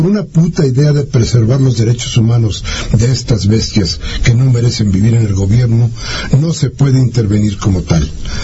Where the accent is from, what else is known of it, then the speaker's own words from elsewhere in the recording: Mexico; que político soy mexicano